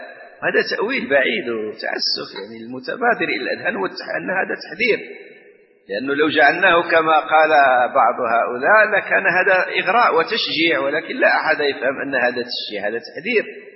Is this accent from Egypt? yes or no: no; Morocco; ونحن عندنا في المغرب